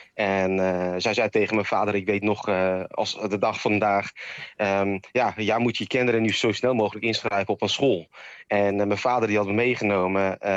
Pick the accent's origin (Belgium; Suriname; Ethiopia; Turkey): Turkey; Bursa; Dutch is a second language; now in Netherlands; En ik kom zelf uit Bursa, een grote, moderne stad.